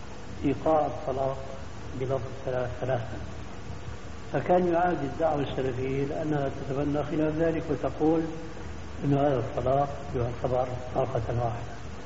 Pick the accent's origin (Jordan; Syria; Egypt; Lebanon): Syria; مدى انتشار الحزب عندنا في سوريا